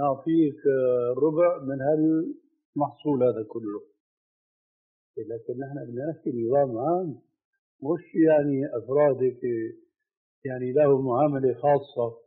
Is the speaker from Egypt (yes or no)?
no; Syria; ونضربها علاوية كما يقولوا عندنا في الشام.